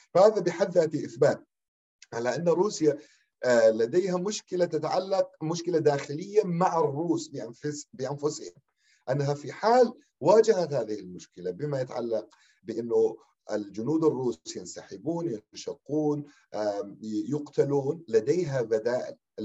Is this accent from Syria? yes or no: yes; Syria; ونحن كسوريين